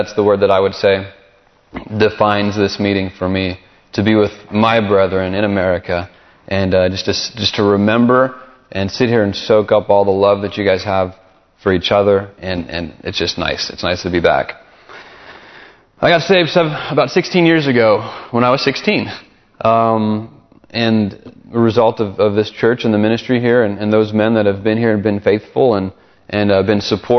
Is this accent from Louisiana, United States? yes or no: yes; Alexandria, Louisiana, United States; I think back on growing up in Louisiana and Alexandria and the neighborhood that I was in, the friends that I had, and I was young.